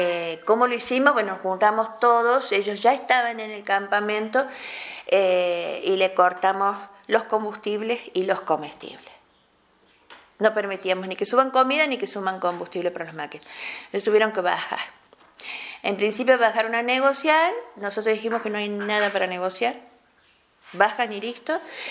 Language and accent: Spanish; Famatina, La Rioja, Argentina; born there; now in Chilecito, Argentina; vivo en Chilecito, nací en Famatina, así que yo siempre digo que soy del Valle, Antinaco Los Colorados.